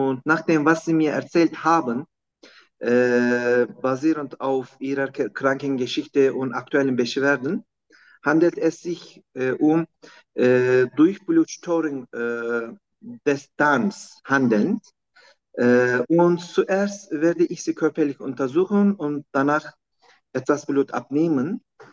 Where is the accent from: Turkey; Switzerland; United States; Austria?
Turkey; German is a second language; Ich komme aus der Türkei.